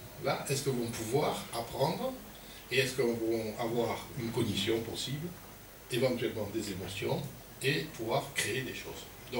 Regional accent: Pau, Nouvelle-Aquitaine, France; born there; je suis né à Pau, à un certain endroit.

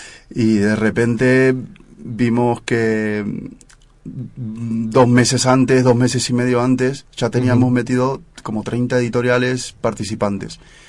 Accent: Madrid, Community of Madrid, Spain; yo soy de otro barrio, soy de Puente de Vallecas

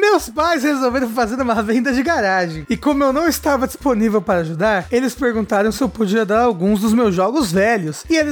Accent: Brazil; Ou talvez porque, como brasileiro, a gente já viu nomes tão piores, né, por aí.

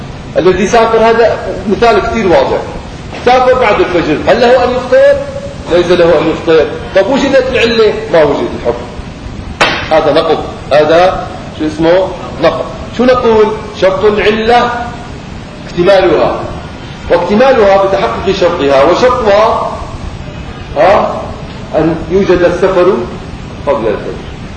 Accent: Syria; فعرفوني اني انا من سوريا فوقفوا.

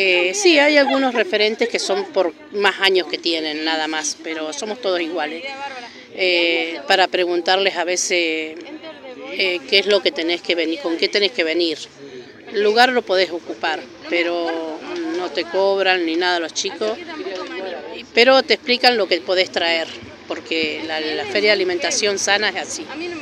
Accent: Mendoza, Argentina; lo aprendí de muy chica, porque me crié entre chacras, porque soy mendocina. Me crié entre chacras

